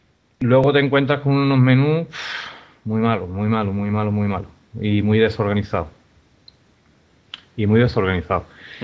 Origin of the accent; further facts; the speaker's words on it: Seville, Andalusia, Spain; Y luego soy de Sevilla, como es evidente también mi acento.